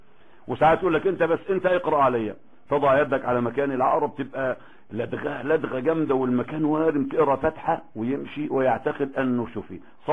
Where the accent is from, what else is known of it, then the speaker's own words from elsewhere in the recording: Egypt; احنا خد بالك احنا كمصريين ما عندناش الفقه الحلو قوي اللي انا شفته في عمان